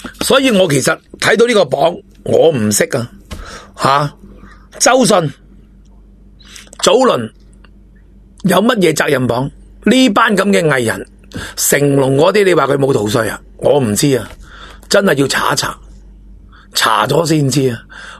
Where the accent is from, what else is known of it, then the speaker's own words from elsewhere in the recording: Hong Kong; 我希望我哋都能够做到一个高质素嘅香港人